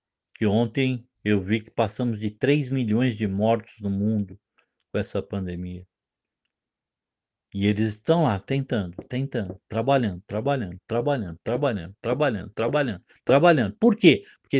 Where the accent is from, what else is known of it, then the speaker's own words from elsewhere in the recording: São Paulo, Brazil; Agora eu falo lá com a minha terra amada, né, com o estado de São Paulo.